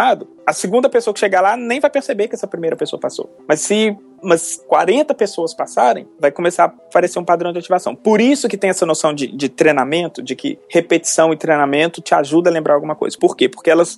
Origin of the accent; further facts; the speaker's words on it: Belo Horizonte, Minas Gerais, Brazil; eu sou de Belo Horizonte, fiz minha graduação na Faculdade de Filosofia e Ciências Humanas lá do UFMG.